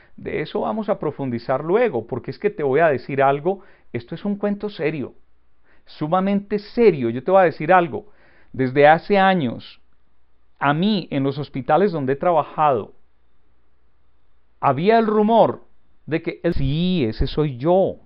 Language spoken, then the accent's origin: Spanish; Antioquia, Colombia; estoy actuando como buen colombiano y de mi región, que es Antioquia, y nos llaman paisas, estoy muy paisa.